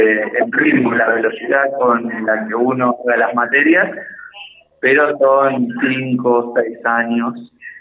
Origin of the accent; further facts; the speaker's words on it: Buenos Aires, Argentina; psicólogo de Buenos Aires, acá de visita.